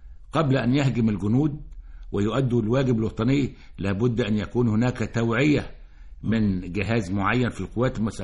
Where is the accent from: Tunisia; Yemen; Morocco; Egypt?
Egypt; أنا مصري أعمل أستاذا دائما في مصر